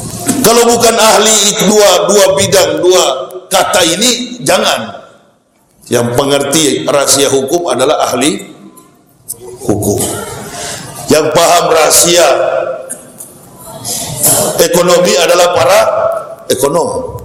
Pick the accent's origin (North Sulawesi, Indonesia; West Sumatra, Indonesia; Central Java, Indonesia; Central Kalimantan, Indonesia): North Sulawesi, Indonesia; Manado; Saya ini orang Manado, lahir dan besar di Manado, sekolah di Manado, Manado asli. Nggak ada campuran. Nenek moyang, opa, oma saya asli Manado.